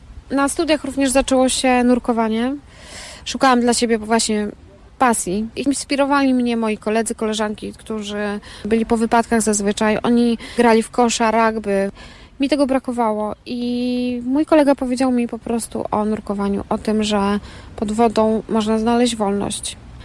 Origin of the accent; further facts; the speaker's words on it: Zakopane, Lesser Poland, Poland; born there; No urodziłam się w Zakopanem.